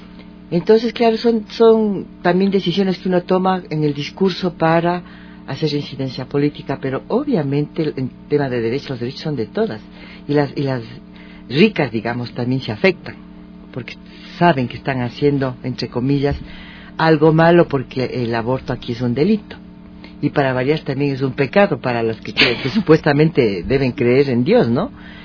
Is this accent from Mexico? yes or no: no; Ecuador; No somos Argentina, somos de Ecuador.